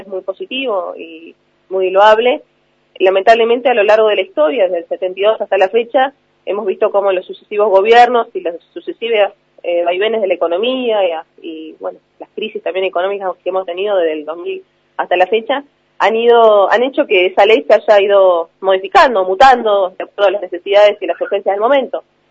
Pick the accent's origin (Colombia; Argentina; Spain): Argentina; Río Negro; Esta situación se repite en toda la provincia. Yo soy del Alto Valle